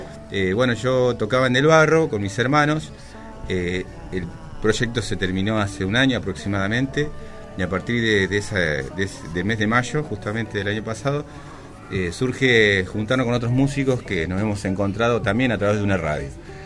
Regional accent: José C. Paz, Buenos Aires Province, Argentina; orgulloso de ser de José C. Paz, trabajo en José C. Paz, nací, me crié en José C. Paz, los tres somos de acá

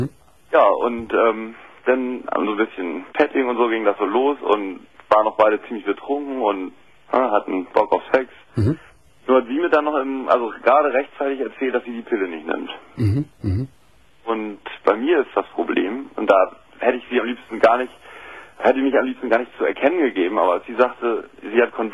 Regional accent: Bremen, Germany; Ich komme aus Bremen und bin dann hingefahren nach Köln.

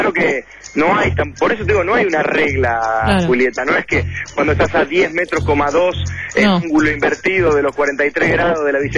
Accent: Haedo, Buenos Aires Province, Argentina; Yo me crié en el oeste, en Aedo, y enfrente de mi casa había un potrero.

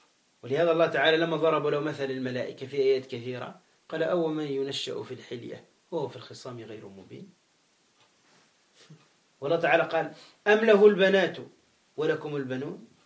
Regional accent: Gabès, Gabès Governorate, Tunisia; ومات في مدينتي أنا في جابس في تونس

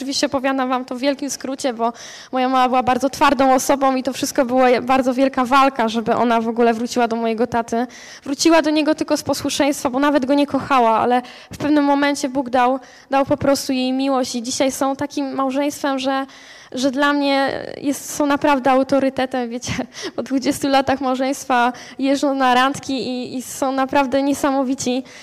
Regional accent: Strzelce Opolskie, Opole Voivodeship, Poland; Ja pochodzę też ze Strzelec Opolskich, taka mała miejscowość, gdzie są dwa zakłady karne i dwie żabki, więc ciężki klimat generalnie tam jest, dużo patologii.

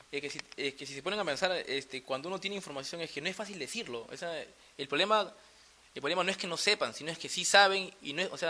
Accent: Peru; acá como peruano

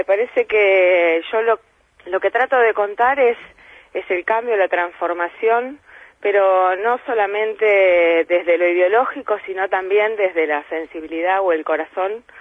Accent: Lomas de Zamora, Buenos Aires Province, Argentina; Quizás eso en Lomas de Zamora, de donde yo soy, no pasa, ¿no?

